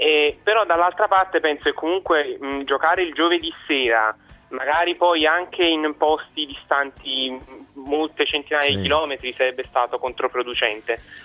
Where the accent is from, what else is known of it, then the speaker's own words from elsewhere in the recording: Naples, Campania, Italy; di Napoli in realtà.